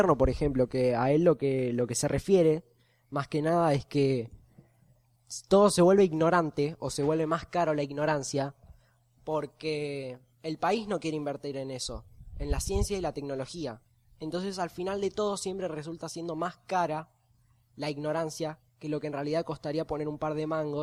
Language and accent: Spanish; Argentina; yo me quedo acá en Argentina a continuar con mis estudios y con todos mis trabajos acá, porque soy argentino.